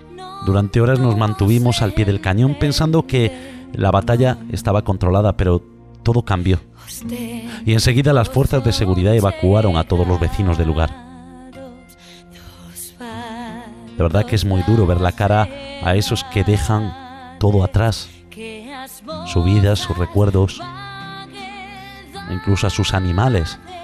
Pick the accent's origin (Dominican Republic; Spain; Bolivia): Spain; Galicia; Esta noche quiero comenzar el programa con el fondo musical del himno de mi tierra, el himno gallego.